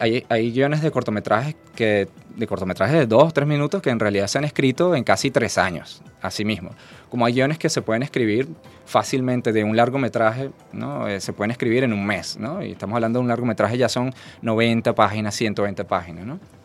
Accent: Venezuela; mostrar lo variopinto que somos nosotros como venezolanos.

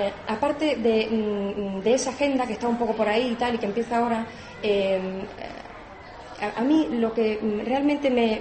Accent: Extremadura, Spain; Yo soy extremeña, no tengo patria aquí, mi padre ni nada.

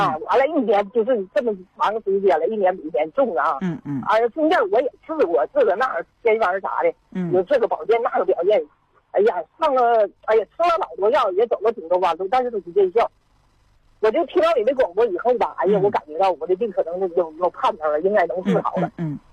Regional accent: Shenyang, Liaoning, China; 我今年63岁，我是沈阳人

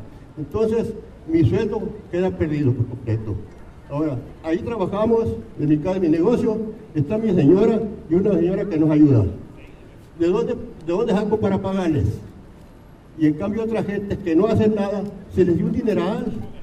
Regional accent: Ures, Sonora, Mexico; Vengo de la población de Ures.

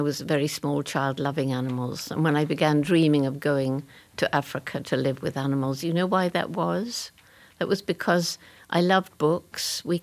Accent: England, United Kingdom; I couldn't possibly have.

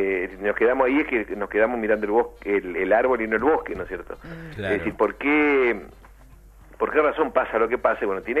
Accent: Argentina; no somos los argentinos los que tomamos las decisiones

